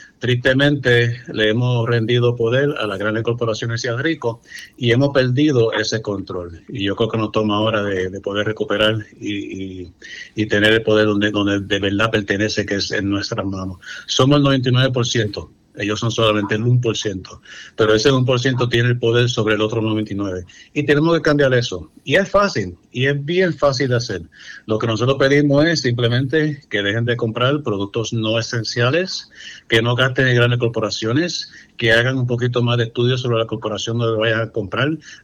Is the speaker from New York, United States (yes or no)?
yes; New York City, New York, United States; obviamente nacido y criado en la ciudad de Nueva York, soy puertorriqueño